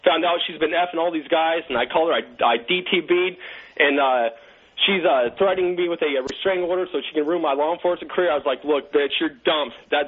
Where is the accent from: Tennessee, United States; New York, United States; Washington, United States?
Washington, United States; Puyallup; now in South Korea; because I'm from Puyallup, she's from Fort Angeles.